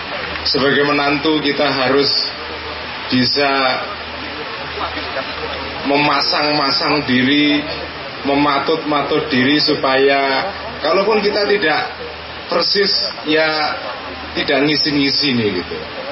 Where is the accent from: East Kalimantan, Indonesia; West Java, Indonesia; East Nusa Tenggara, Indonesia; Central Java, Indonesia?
Central Java, Indonesia; Dan sebagai warga Jawa Tengah, kita juga merasa bangga karena di tanah Jawa Tengah ini kita punya dua tokoh